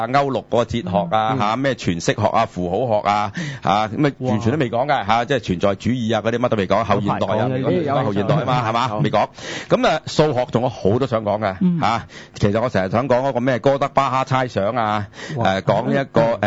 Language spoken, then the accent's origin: Cantonese; Guangdong, China; 就係我哋廣東人呢好傳神